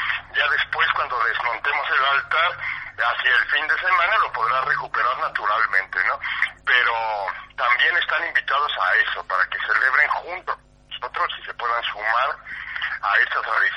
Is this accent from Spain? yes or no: no; Mexico; somos muchos los mexicanos y también los amigos argentinos que nos apoyan